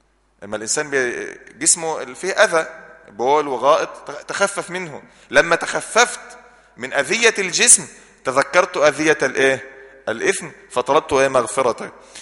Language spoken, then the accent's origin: Arabic; Egypt; قبلتنا سهلة خالص، في مصر قبلتها من ناحية الجغرافيا والاتجاهات الأربعة